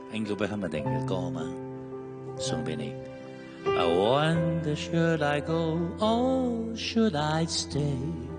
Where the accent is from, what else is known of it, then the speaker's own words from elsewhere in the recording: Hong Kong; 我哋香港人，我哋香港人最醒目啦